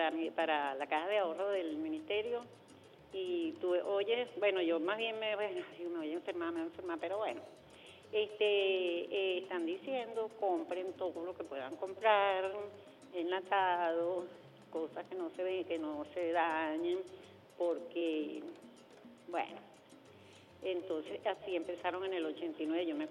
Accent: Venezuela; somos venezolanos

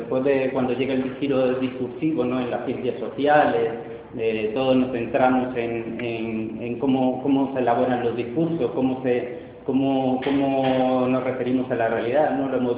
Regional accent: Argentina; born there; en el país de donde yo nací, que es Argentina

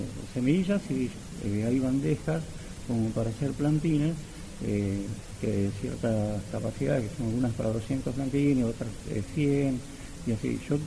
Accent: Moreno, Buenos Aires Province, Argentina; Yo soy de Moreno.

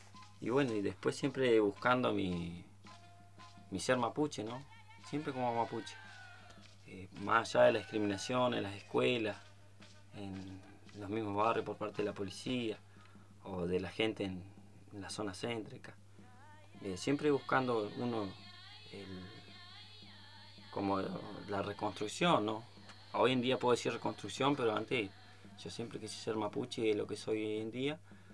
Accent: Bariloche, Río Negro, Argentina; Yo me crié en Bariloche, en los barrios altos de Bariloche. Siempre estuve muy cercano a toda la cuestión mapuche

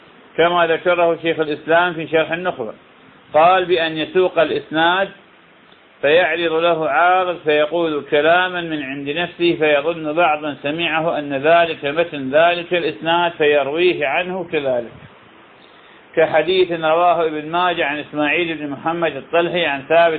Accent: Iraq; هذا طبعا البصرة من أغلى المحافظات عندنا بالعراق

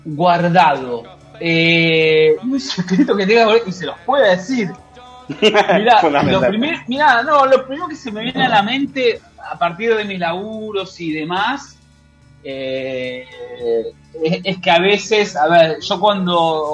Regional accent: Argentina; born there; Nací en Argentina, donde la policía es el brazo armado de la... del Estado, de la política, digamos, ¿no?

